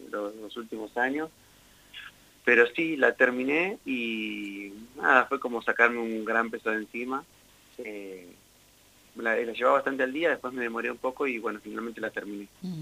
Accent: Huatraché, La Pampa, Argentina; moved away; El otro día pensaba que llevo casi tantos años fuera de Huatraché como en Huatraché. Así que, bueno, no sé si ya soy tanto de Huatraché. Sí, soy de ahí, pero ya hace como 16 años, 15, 16 años que no vivo ahí.

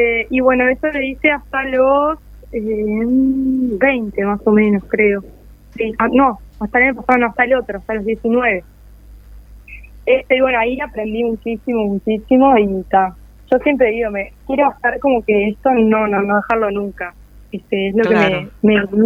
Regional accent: San José de Mayo, San José, Uruguay; also born or lived in Montevideo; Yo soy de San José, en realidad nací allá en Montevideo, pero al año me vine a vivir para acá. Uh-huh. Y bueno, me he formado acá.

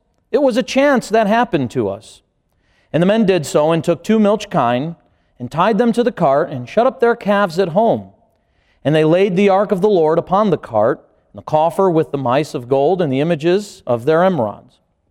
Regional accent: Chicago, Illinois, United States; He came and stayed up with me in my hometown where I grew up, around the area of Chicago, Illinois.

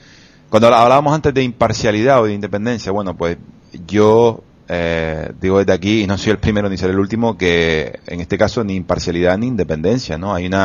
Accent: Canary Islands, Spain; moved away; hacemos una tertulia de opinión como canarios que vivimos fuera de Canarias

